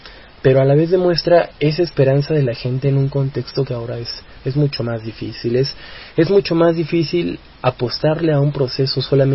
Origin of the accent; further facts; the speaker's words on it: Mexico; a nosotros como mexicanos y como jóvenes nos sirve para medir la fuerza que está teniendo el neoliberalismo.